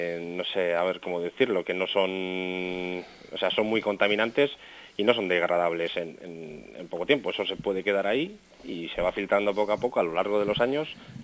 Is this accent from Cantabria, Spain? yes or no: yes; Reinosa, Cantabria, Spain; somos los ciudadanos de Reynosa los que vamos a vivir en estas zonas